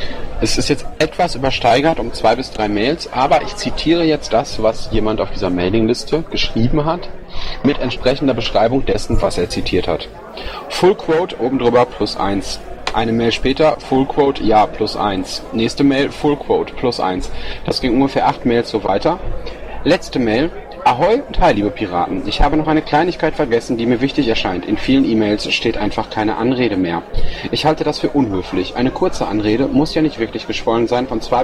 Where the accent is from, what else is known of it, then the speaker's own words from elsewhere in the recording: Bochum, North Rhine-Westphalia, Germany; aber ich komme aus Bochum